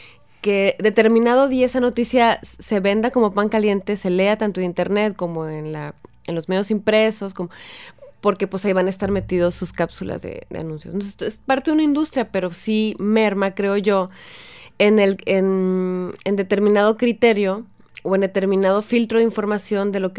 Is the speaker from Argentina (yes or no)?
no; Mexico; que es lo que nos debe importar como ciudadanos mexicanos